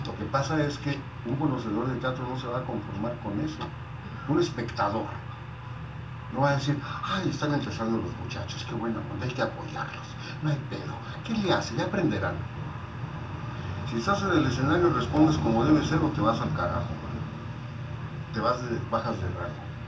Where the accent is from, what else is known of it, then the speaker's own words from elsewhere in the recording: Sinaloa, Mexico; also born or lived in Ciudad Juárez; porque soy de Sinaloa, o porque vengo de Juárez.